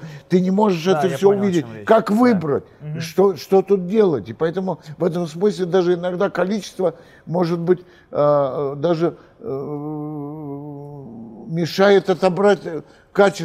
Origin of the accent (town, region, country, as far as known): Moscow, Russia; born or raised there